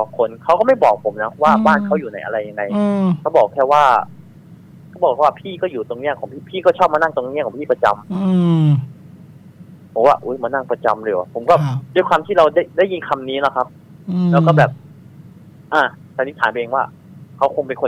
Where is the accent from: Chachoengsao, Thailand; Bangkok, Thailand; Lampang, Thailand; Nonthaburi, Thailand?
Chachoengsao, Thailand; ผมเลยบอกว่าอ๋อบ้านผมอยู่ฉะเชิงเทราครับพี่ครับ